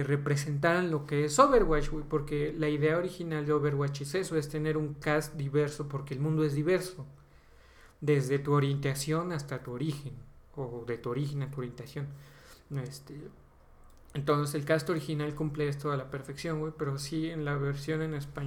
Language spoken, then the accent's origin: Spanish; Mexico; Porque soy mexicano, simplemente tengo que hablar con un ligero acento español.